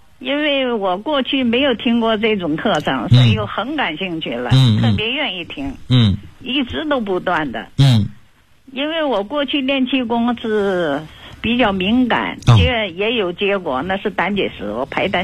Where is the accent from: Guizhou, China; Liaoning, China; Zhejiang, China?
Guizhou, China; Guiyang; 我是贵阳的。南滨区。我是大学的老师。